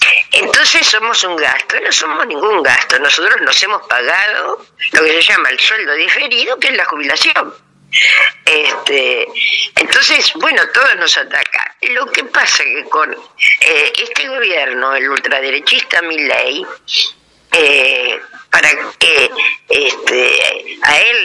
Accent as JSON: {"language": "Spanish", "region": "Buenos Aires", "country": "Argentina", "said": "soy de Cava"}